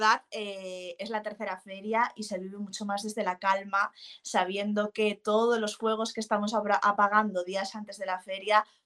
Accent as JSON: {"language": "Spanish", "region": "Asturias", "country": "Spain", "said": "yo soy hija de ganaderos, soy asturiana y soy hija de ganaderos"}